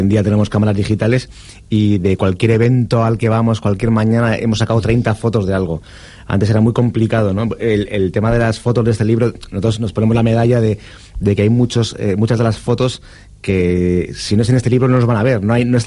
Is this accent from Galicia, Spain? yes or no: no; Barakaldo, Basque Country, Spain; eso es el Baracaldo, yo soy de Baracaldo.